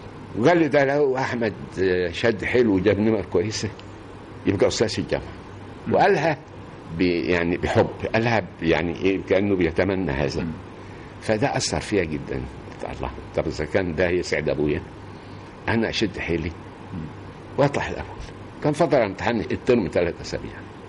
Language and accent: Arabic; Al-Khadmiya, Kafr El Sheikh Governorate, Egypt; أنا أصلا رايح من القاهرة. صحيح أنا مش من القاهرة، أنا من كفر الشيخ، من قرية اسمها الخادمية، مركز كفر الشيخ.